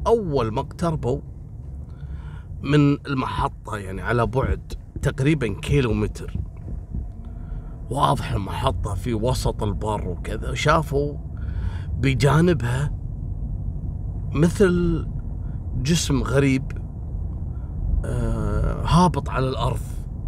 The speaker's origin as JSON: {"language": "Arabic", "country": "Kuwait"}